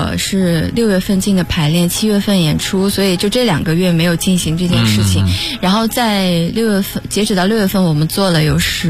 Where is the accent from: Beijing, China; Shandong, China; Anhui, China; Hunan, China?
Shandong, China; 我是山东人。